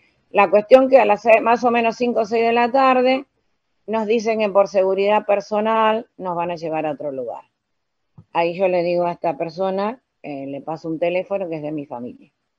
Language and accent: Spanish; Arrecifes, Buenos Aires Province, Argentina; le digo que soy de Arrecife, me identifico